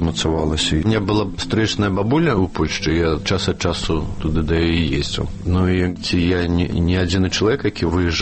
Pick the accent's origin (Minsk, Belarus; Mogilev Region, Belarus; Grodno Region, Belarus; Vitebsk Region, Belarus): Minsk, Belarus; Я Мінчук. Я нарадзіўся ў Мінску. А жылі мы спачатку на бульвары Шэўчэнкі, а пазней пераехалі на Камароўку, калі мне было 5 гадоў. Так што для мяне Мінск безумоўна родны горад, які я люблю і нават ведаю.